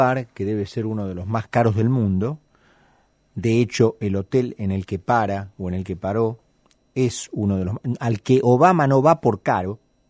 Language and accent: Spanish; Argentina; A mí como argentino me avergüenzan